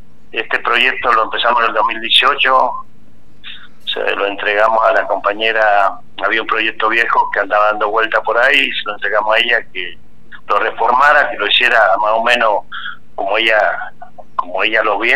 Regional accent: Agrelo, Mendoza, Argentina; yo nací casi, me criaba en Agrelo y Pedir y Huasteche, en esa zona.

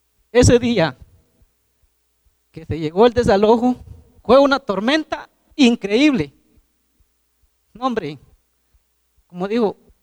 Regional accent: Guatemala; somos legítimos guatemaltecos

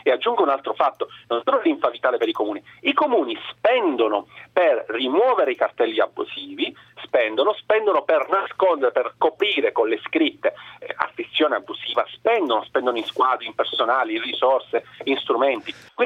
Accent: Brescia, Lombardy, Italy; io vengo da Brescia, quindi mi sono occupato in particolare della provincia di Brescia.

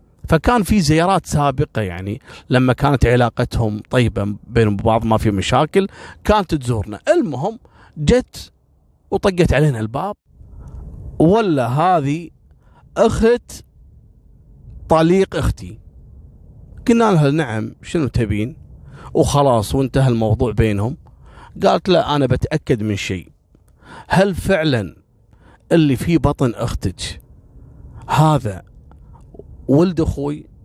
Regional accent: Kuwait; بعد ما اخذ محكوميته عندنا في الكويت كم شهر تم ابعاده بالفعل الى العراق.

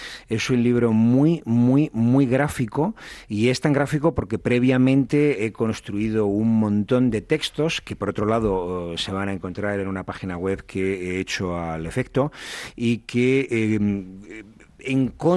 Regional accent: Spain; Pensaba en mi país. España es un país de servicios que cuida muy poco el servicio.

